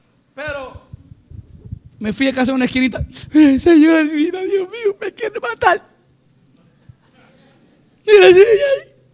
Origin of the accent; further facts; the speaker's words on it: Dominican Republic; Somos dominicanos.